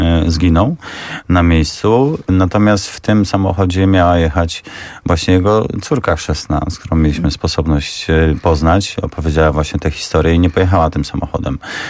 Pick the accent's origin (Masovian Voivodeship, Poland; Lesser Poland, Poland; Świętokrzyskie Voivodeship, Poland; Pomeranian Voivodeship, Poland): Świętokrzyskie Voivodeship, Poland; Kielce; moved away as an adult; jako młody, zbuntowany chłopak, 18-letni, wyjechałem z Kielc do Gdyni. Mówię, o Jezu, jak super, jak daleko od domu, nowe życie, nowa przygoda.